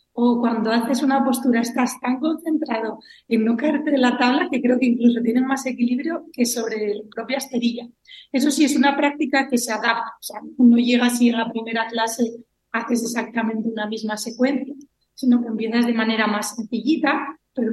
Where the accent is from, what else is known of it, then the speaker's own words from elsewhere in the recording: Cangas de Onís, Asturias, Spain; decidí volver a Asturias, concretamente a Cangas de Onís, que es de donde soy yo. Y hace ahora 6 años que regresé